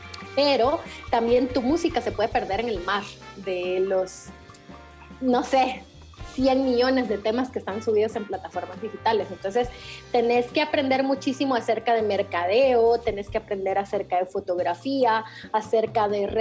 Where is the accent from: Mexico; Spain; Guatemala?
Guatemala; born there; Pero nací en Guatemala y... y acá no existen ese tipo de oportunidades